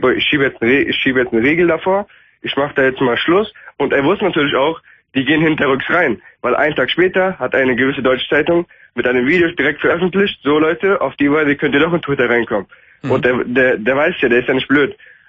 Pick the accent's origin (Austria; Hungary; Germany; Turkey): Turkey; ich bin Türke. Ja. Also mit kurdischen Wurzeln.